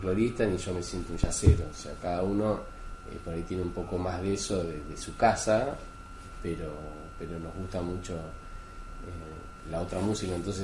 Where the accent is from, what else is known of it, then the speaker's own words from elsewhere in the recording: Trenque Lauquen, Buenos Aires Province, Argentina; Yo de chiquito vivía en la Quinta, en Trenquelauquén